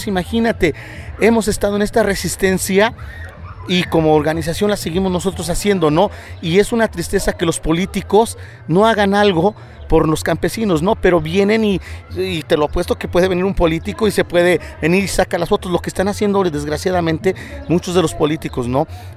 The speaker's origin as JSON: {"language": "Spanish", "country": "Mexico", "said": "eso nos perjudica a nosotros como mexicanos"}